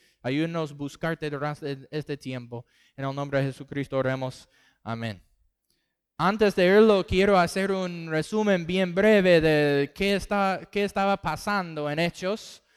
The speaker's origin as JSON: {"language": "Spanish", "region": "Texas", "country": "United States", "also_born_or_lived": "Costa Rica / Panama", "second_language": "Spanish", "lives_now": "Argentina", "said": "Y somos del estado de Texas, en el sur de los Estados Unidos."}